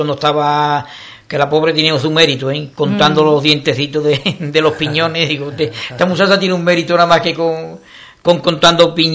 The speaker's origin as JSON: {"language": "Spanish", "town": "Ubrique", "region": "Andalusia", "country": "Spain", "said": "el que es ubriqueño, nació de aquí y es carnal, por lo menos a mí me duele mi pueblo, ¿no?"}